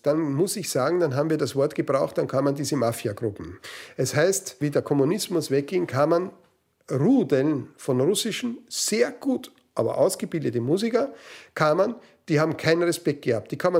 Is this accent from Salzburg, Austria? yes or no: no; Vienna, Austria; born there; Ich bin also in Wien geboren und komme aus einer, kann man sagen, also sehr konservativen Musikerfamilie.